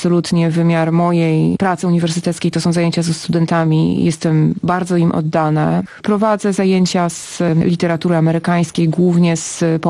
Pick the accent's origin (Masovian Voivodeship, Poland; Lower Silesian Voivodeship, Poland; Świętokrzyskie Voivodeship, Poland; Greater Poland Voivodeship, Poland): Masovian Voivodeship, Poland; Tak, ja się urodziłam w Warszawie, wychowałam się na Mazowszu, ale wychowałam się pod Warszawą, dokładnie w miejscu, gdzie Bóg zbiega się z Narwią.